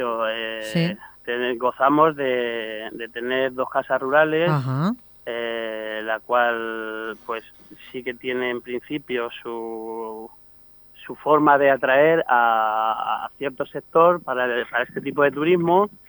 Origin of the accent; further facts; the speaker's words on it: Sotillo de las Palomas, Castilla-La Mancha, Spain; dar a conocer lo que es mi pueblo, que es Sotillo de las Palomas